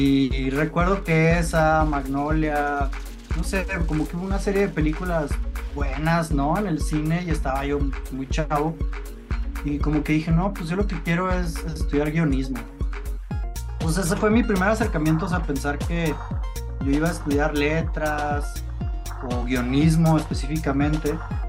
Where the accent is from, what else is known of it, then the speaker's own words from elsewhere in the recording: Hermosillo, Sonora, Mexico; Pues desde chico, yo soy de Hermosillo, Sonora